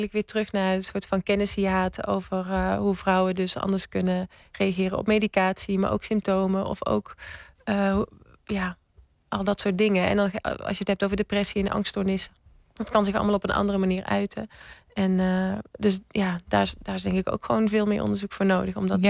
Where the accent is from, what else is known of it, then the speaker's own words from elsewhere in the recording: North Brabant, Netherlands; Ik kom uit Brabant